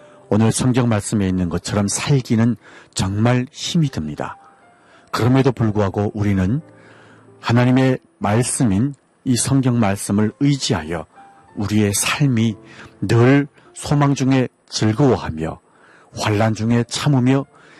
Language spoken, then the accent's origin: Korean; North Korea; now in Seoul, South Korea; 여기는 대한민국 서울입니다. 오늘 방송 마칩니다. 지금까지 진행해 저는 탈북민